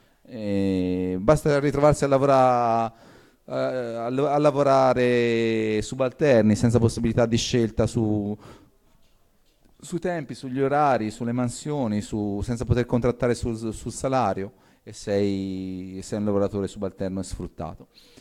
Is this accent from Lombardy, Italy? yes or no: no; Piombino, Tuscany, Italy; born there; io sono nato a Piombino e non è una scelta casuale